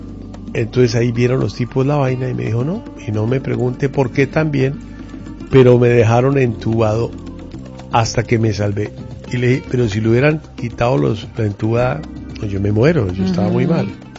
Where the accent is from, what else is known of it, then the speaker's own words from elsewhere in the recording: Bolivia; now in Colombia; Yo soy boliviano y soy... Yo soy ciudadano de este país